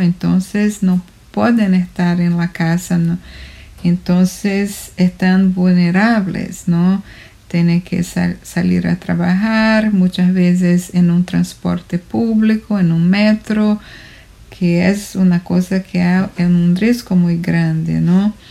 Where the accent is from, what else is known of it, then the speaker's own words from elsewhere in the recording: Brazil; Spanish is a second language; now in New York, United States; Yo soy brasileña y vivo en Queens, en Nueva York.